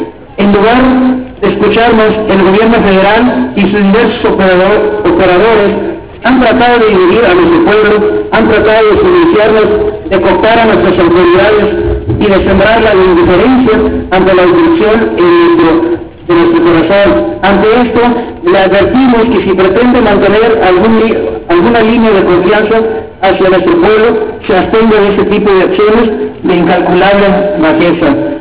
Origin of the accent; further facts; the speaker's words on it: Mexico; somos mexicanos y nos vestimos de flor